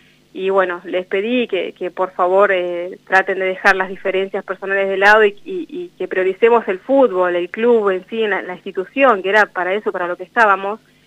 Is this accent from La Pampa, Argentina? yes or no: yes; General Belgrano, La Pampa, Argentina; Yo vengo de General Belgrano